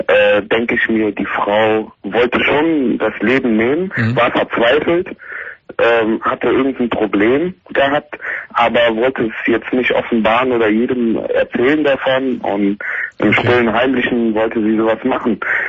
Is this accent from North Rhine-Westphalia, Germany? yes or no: yes; Siegen, North Rhine-Westphalia, Germany; Also ich komme hier aus den Richtung Siegen, die Ecke. Und da ist alles sehr ländlich und alles.